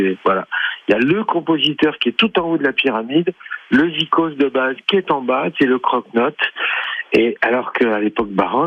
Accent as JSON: {"language": "French", "town": "Lyon", "region": "Auvergne-Rhône-Alpes", "country": "France", "said": "J'allais au Hot Club de Lyon parce que je suis lyonnais."}